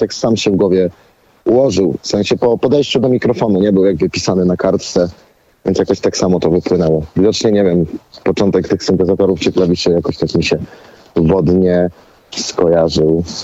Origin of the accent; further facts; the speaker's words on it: Olsztyn, Warmian-Masurian Voivodeship, Poland; Ja akurat pochodzę z Olsztyna, gdzie jest 16 jezior.